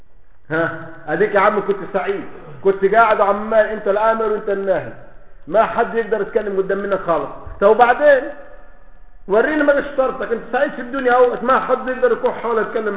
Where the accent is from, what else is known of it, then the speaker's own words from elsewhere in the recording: Egypt; عندنا في مصر يقول له دارينا بسكاتك